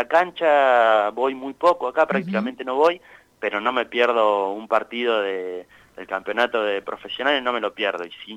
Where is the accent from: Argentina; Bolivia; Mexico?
Argentina; Miguel Cané, La Pampa; also born or lived in General Pico; Yo nací, soy de Miguel Cané, nací en realidad nací en el hospital de General Pico, pero es una cuestión, digamos, coyuntural